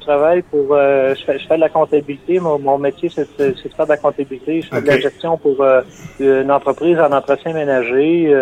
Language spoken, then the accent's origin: French; L'Ascension, Quebec, Canada; je me suis toujours fait un point d'honneur à dire que je venais d'Ascension